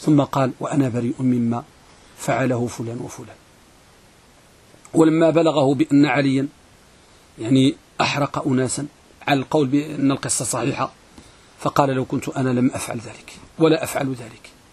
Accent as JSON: {"language": "Arabic", "country": "Morocco", "said": "احنا عندنا في المغرب كنقولوا الحديث ملقم"}